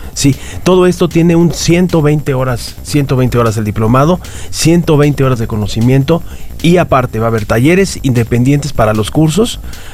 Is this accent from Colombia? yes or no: no; Mexico; como mexicanos sabemos que son